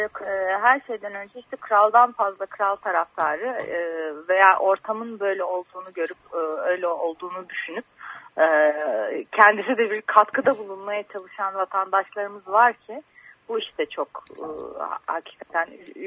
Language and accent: Turkish; Ankara, Turkey; Ama ben Ankaralıyım. Benim bahanem var.